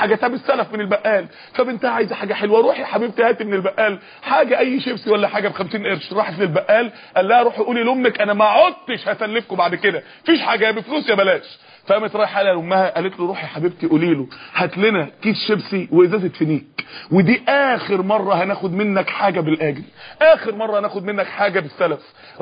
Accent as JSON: {"language": "Arabic", "town": "Mansoura", "region": "Dakahlia", "country": "Egypt", "said": "عندنا في المنصورة"}